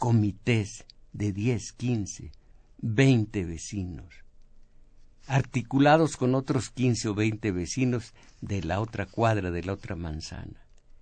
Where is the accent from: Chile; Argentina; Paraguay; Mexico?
Mexico; porque somos mexicanos, estamos en México.